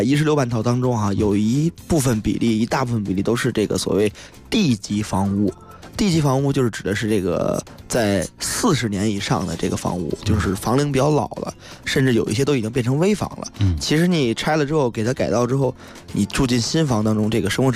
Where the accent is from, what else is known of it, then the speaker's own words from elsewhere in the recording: China; 这个我们中国人比较讲究衣食住行当中的住